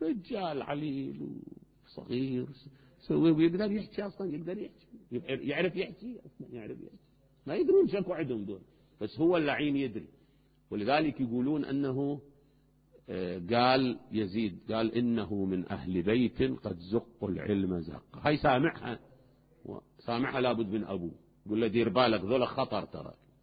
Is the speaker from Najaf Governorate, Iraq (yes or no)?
yes; Najaf, Najaf Governorate, Iraq; بينما باب الولاية عندنا بالنجف إجا ما أدري وزير